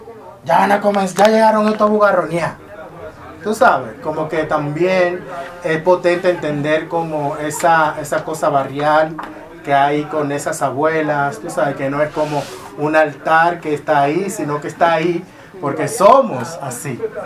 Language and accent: Spanish; Dominican Republic; born there; ahí inició, donde yo nací, donde nacemos las dominicanas